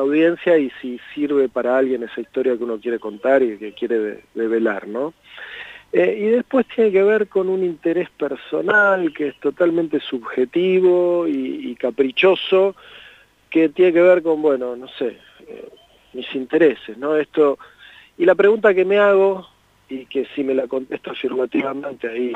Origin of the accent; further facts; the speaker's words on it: Mar del Plata, Buenos Aires Province, Argentina; yo me crié en Mar del Plata, acá vivía muchos primos hermanos, en Chapadmalal específicamente, en Mar del Plata